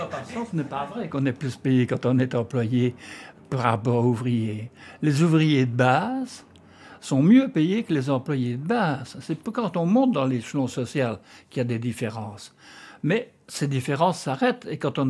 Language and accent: French; Liège, Wallonia, Belgium; born there; Ben, je suis né à Liège.